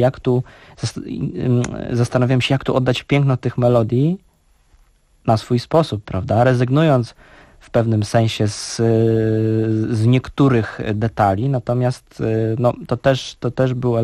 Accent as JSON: {"language": "Polish", "town": "Warsaw", "region": "Masovian Voivodeship", "country": "Poland", "said": "Pochodzę z Warszawy"}